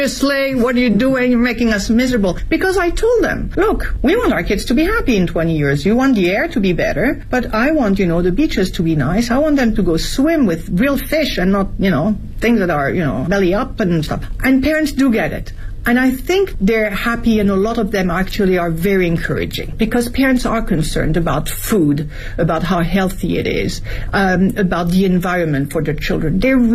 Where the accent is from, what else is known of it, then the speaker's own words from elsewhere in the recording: France; now in China; My environment, as I was growing up in France, we never would have questioned it, but now we do.